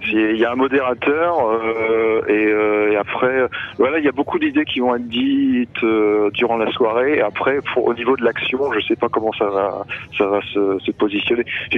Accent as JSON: {"language": "French", "town": "Tours", "region": "Centre-Val de Loire", "country": "France", "said": "Moi, je viens de Tours, qui est à côté, ouais. Dans l'Indre-et-Loire"}